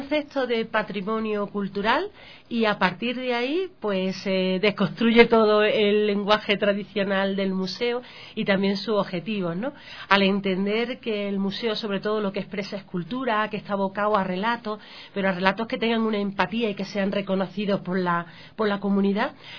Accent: Andalusia, Spain; yo vengo en representación del Ministerio de Cultura y de mi región, de la Comunidad Autónoma de Andalucía

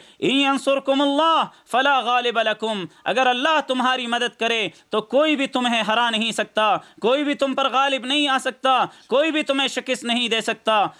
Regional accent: Pakistan; ہم خود پاکستانی ہیں، ہم پاکستان کے باسی ہیں، پاکستان کے اولاد ہیں

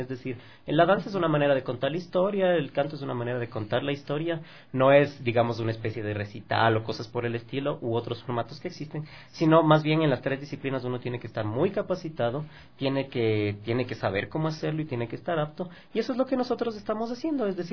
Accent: Ecuador; lo que somos como personas, como ecuatorianos, como artistas.

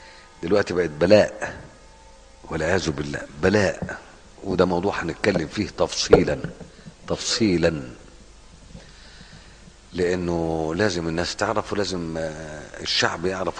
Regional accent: Egypt; انا روح عندنا في مصر، روح يعني روح في 60 داهيه البعيد مثلا

